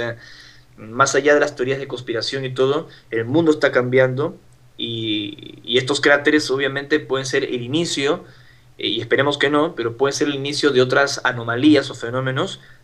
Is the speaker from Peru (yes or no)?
yes; Peru; trato de compartir lo que me pasó en mi país de origen, en el Perú